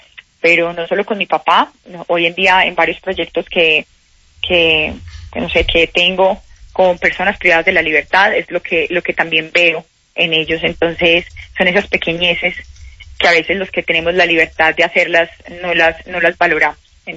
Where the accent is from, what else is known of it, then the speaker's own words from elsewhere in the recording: Colombia; en mi carrera siempre he vivido como cualquier colombiano tratando de crear empresa